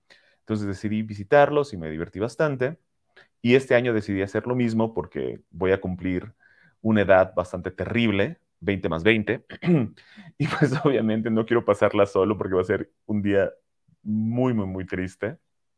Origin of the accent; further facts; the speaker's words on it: Cancún, Quintana Roo, Mexico; yo soy originalmente de Cancún, toda mi familia continúa viviendo en Cancún y yo los voy a visitar normalmente cada fin de año, diciembre y enero.